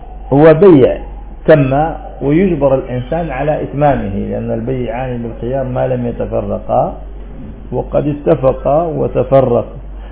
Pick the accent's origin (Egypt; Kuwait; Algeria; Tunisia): Algeria; وإحنا عندنا في الجزائر هنا